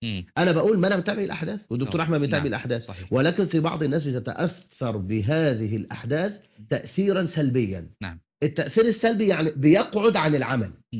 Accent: Egypt; خاصة بلدنا مصر

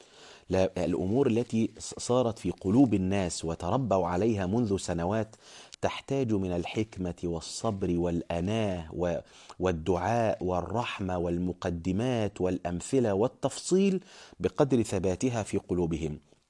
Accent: Egypt; أنا كنت أناقش بعض الناس مثلا عندنا في مصر

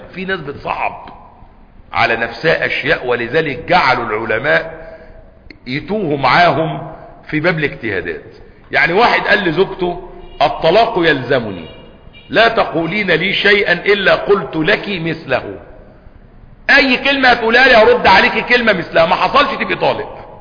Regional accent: Egypt; الناس عندنا في مصر اللي بيأكل شعير ولا بيأكل تمر يوم العيد

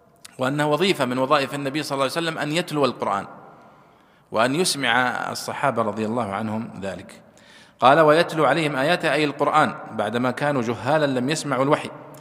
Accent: Saudi Arabia; ثم حولوها عندنا في السعودية وزارة التربية والتعليم وفرحنا بذلك

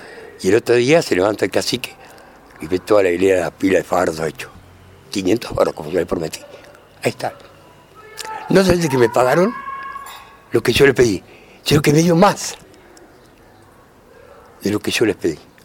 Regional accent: Argentina; el clásico porteño, como somos argentinos

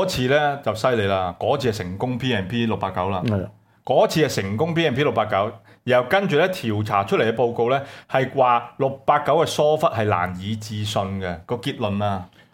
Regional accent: Hong Kong; 你看到今日呢又再測試我們香港人底線

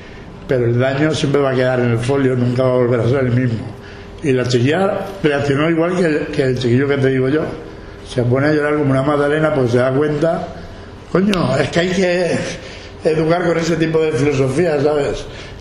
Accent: Valencian Community, Spain; mi pueblo estaba bajo el agua. Paiporta, Sedaví, Alfafar, Catarroja, Masanasa, Parque Alcosa, Albal, Torrente, Picaña.

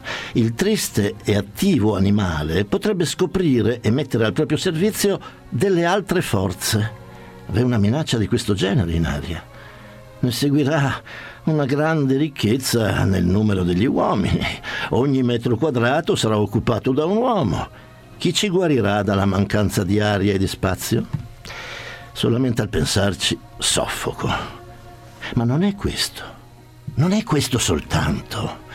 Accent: Trieste, Friuli-Venezia Giulia, Italy; in quanto io sono triestino, per cui lo adoro.

